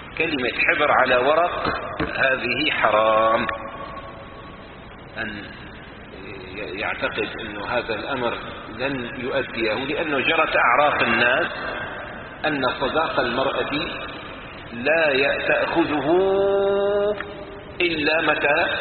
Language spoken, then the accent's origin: Arabic; Syria; مثلا عندنا في سوريا كان الدولار مثلا 50 ليرة